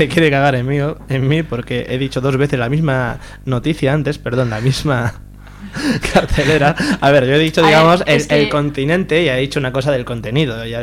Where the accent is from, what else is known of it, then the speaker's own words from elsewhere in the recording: Zaragoza, Aragon, Spain; somos de Zaragoza, pero bueno, vivimos en Zaragoza